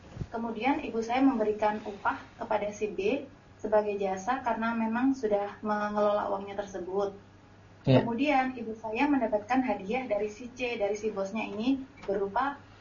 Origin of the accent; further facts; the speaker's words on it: East Java, Indonesia; Ustadz, saya dari Jawa Timur.